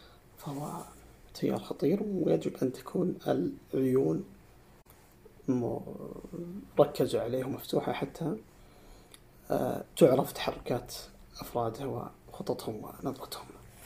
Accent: Saudi Arabia; ما هي التيارات اللي عندنا في السعودية؟

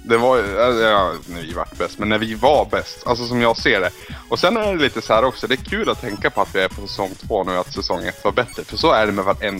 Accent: Norrland, Sweden; now in Borås, Sweden; när jag började jobba här i Borås, då anmärkte folk att jag svor mycket. Och det såhär, ja, jag är från Norrland, då kan man skylla på det.

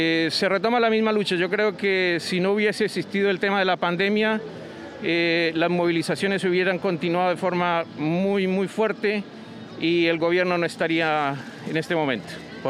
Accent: Colombia; now in Concepción, Chile; Soy colombiano y en este momento nos estamos manifestando con este pequeño plantón

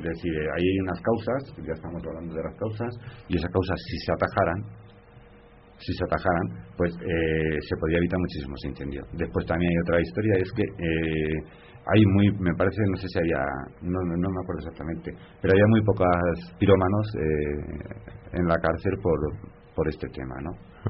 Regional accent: Extremadura, Spain; en las Urdes, un señor extremeño, mi tierra, con su boina

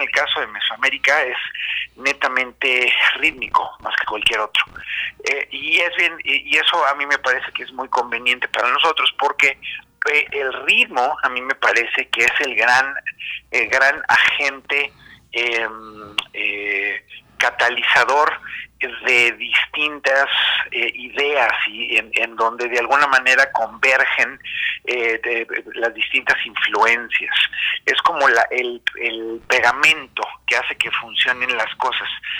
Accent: Mexico City, Mexico; born there; somos latinoamericanos, somos artistas mexicanos, y yo en especial, yo nací en la Ciudad de México

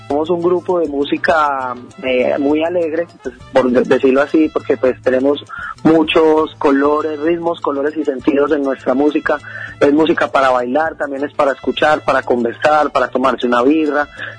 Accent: Medellín, Antioquia, Colombia; Soy de Colombia, de Medellín, Colombia.

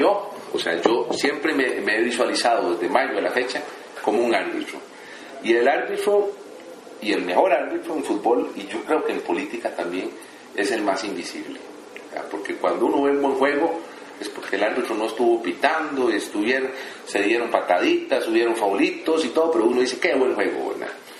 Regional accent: Costa Rica; nos encontramos como buenos ticos que somos todos

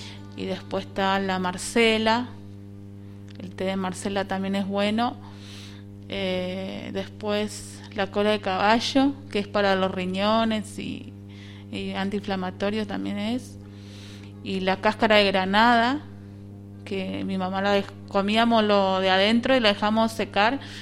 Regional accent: San Vicente, Misiones, Argentina; born there; Nací en Misiones. Ah. O sea, el lugar donde nací es San Vicente de Misiones, que es el cuarto municipio de la capital, que es Posada.

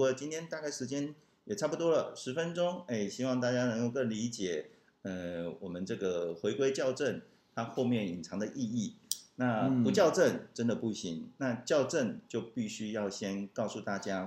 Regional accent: Taiwan; 你看我们台湾人其实蛮守法的

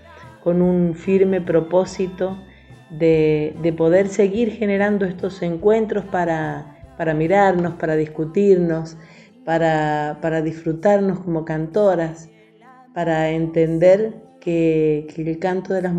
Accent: Mendoza, Argentina; de Mendoza, soy cantora, soy compositora

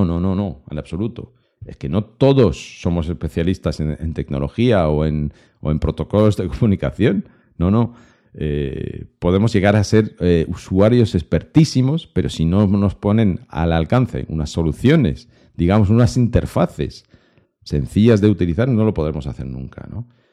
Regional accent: Lyon, Auvergne-Rhône-Alpes, France; Spanish is a second language; hay un salón de domótica robótica que se hace en mi tierra, en Lyon, todos los años.

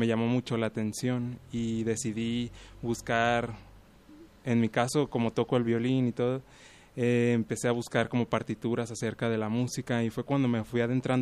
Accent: Puerto Vallarta, Jalisco, Mexico; now in Guadalajara, Mexico; Yo no soy de aquí de Guadalajara, bueno. Yo vengo de la ciudad de Puerto Vallarta y fue allá donde aprendí a tocar violín.

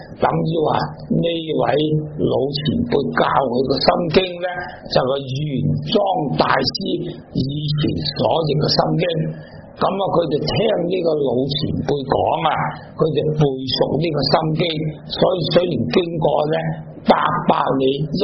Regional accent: Tibet, China; 就好像我们西藏人，我们对那些屋契对那些债券对那些股票尊重呢

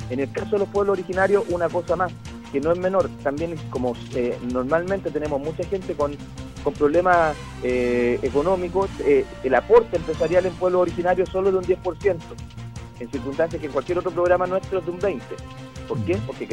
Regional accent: Chile; tengamos una convivencia donde todos somos chilenos

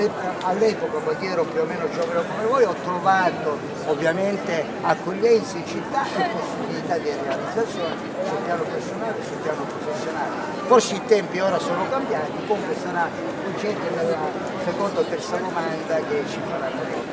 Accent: Cosenza, Calabria, Italy; Sono di origine calabrese, sono nato a Cosenza, ho studiato al liceo di Cosenza

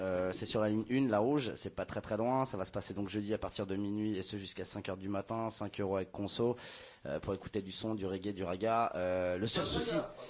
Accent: Paris, Île-de-France, France; Moi, je suis parisien, et en tant que parisien, je faisais des sound systems

